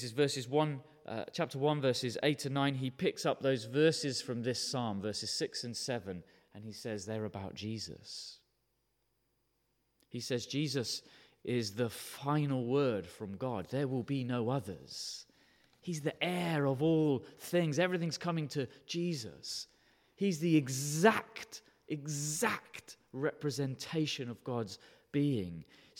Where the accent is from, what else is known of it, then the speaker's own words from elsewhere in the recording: United Kingdom; And because we're British, we'll never say it.